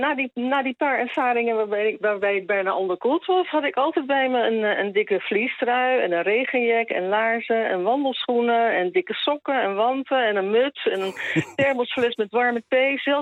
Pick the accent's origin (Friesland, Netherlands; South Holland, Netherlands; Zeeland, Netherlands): Zeeland, Netherlands; Nou ja, weet je, dan moet je weten, ik ben een geboren en getogen Zeeuwse.